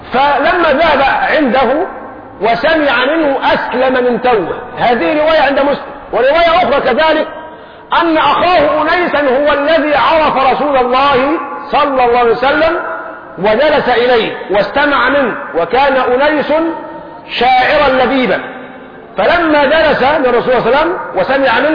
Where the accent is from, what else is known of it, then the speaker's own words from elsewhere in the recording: Egypt; لكن احنا كشعب مصري جعلنا الصرمة أكرمكم الله بيسموها البرطوشة القديمة